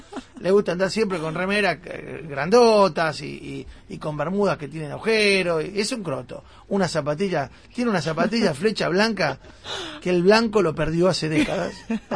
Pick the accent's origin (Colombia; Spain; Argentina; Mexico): Argentina; Avellaneda, Buenos Aires Province; yo soy de Avellaneda. Yo vengo al centro todos los días.